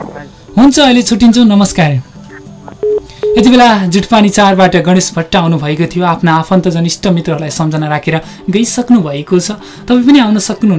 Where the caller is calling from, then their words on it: Ichchhakamana, Bagmati, Nepal; इच्छा कामनाबाट